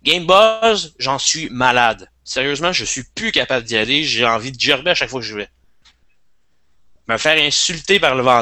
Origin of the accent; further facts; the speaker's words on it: Joliette, Quebec, Canada; je l'ai vu là dans le coin où je viens de Joliette.